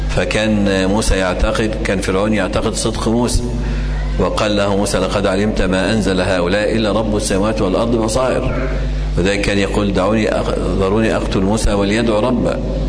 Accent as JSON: {"language": "Arabic", "country": "Egypt", "said": "ولكن عندنا في مصر يعني كثير ممن ينتسب إلى العلم"}